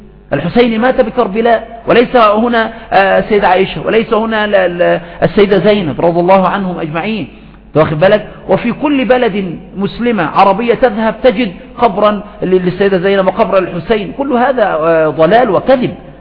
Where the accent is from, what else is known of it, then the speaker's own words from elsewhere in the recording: Aswan, Aswan Governorate, Egypt; لا سيما عندنا في أسوان وفي غيرها من الصعيد